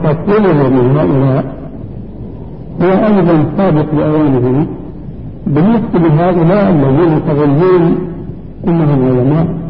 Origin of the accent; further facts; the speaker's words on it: Syria; كما يقولون عندنا في سوريا